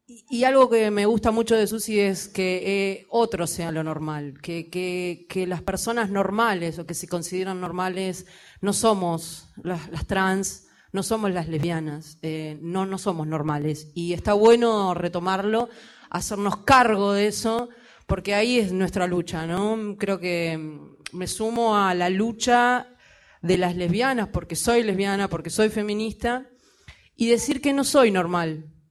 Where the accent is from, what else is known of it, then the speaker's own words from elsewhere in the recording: Argentina; now in Montevideo, Uruguay; Ya que soy argentina